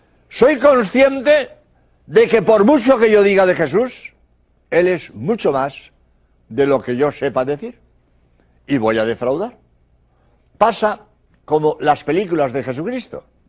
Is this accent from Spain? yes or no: yes; Spain; now in Birmingham, United Kingdom; español y he venido a Birmingham a grabar 13 espacios